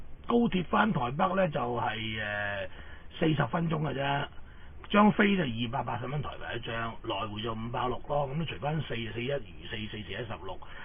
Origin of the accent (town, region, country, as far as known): Hong Kong